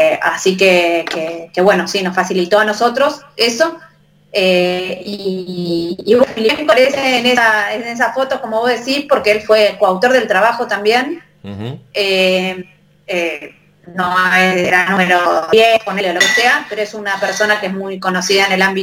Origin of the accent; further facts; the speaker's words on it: Argentina; los primeros autores somos todos argentinos.